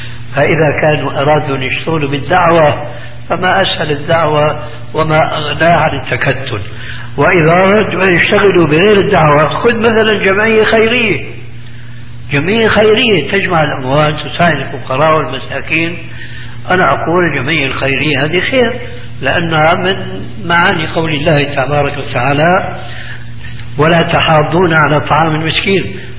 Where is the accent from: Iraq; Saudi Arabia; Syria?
Syria; يقولون عندنا في سوريا عزيز بدون قيام